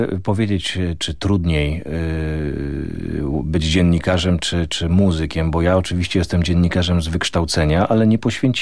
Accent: Olkusz, Lesser Poland, Poland; ja wychowałem się na blokowisku w Olkuszu, niewielkim miasteczku 40 kilometrów od Krakowa

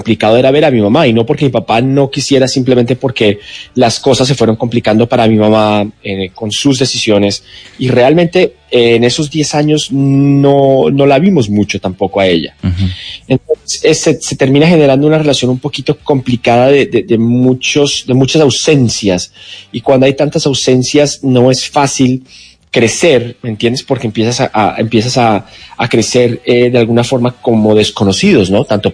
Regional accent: Argentina; Exactamente, yo como pues como buen argentino, medio argentino, sabes que además la cultura argentina es muy rockera.

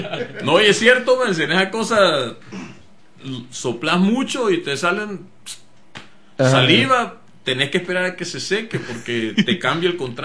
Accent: El Salvador; Pues yo crecí con eso en El Salvador.

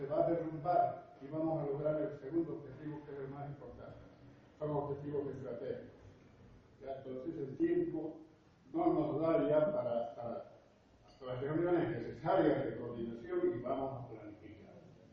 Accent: Santa Cruz, Bolivia; la base mía no es Cochabamba, es Santa Cruz, yo vengo de Santa Cruz.

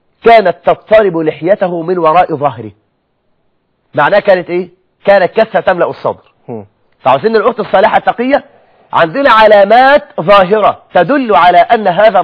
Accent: Egypt; عندك معاهي كثيرة جدا جدا جدا عندنا في مصر الأخوات

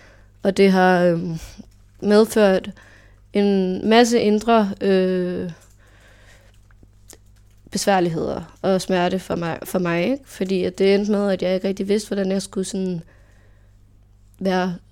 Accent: Farum, Capital Region of Denmark, Denmark; Jeg er vokset op i en i Farum. Jeg har aldrig flyttet indtil snart.

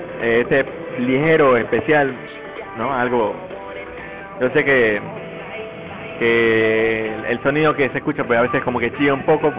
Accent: Durán, Guayas, Ecuador; mis amigos allá en mi tierra natal en Durán, en mi tierra natal Durán aquí

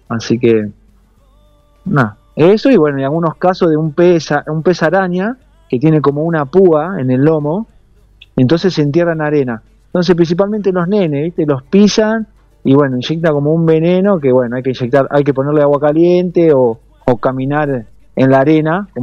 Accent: Argentina; mis compañeros, todos somos argentinos

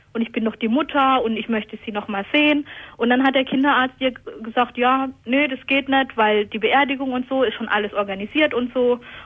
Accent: Hockenheim, Baden-Württemberg, Germany; ja, ich komme aus Hockenheim, ne? Wo soll ich denn sonst herkommen?

